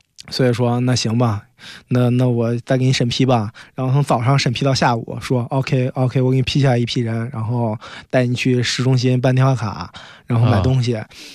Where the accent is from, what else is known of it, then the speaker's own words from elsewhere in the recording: Zhengzhou, Henan, China; 我老家郑州的，我还遇见几个河南人